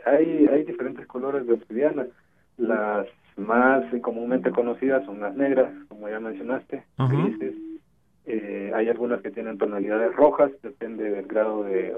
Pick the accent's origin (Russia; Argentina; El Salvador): El Salvador; now in Mexico; No, soy salvadoreño.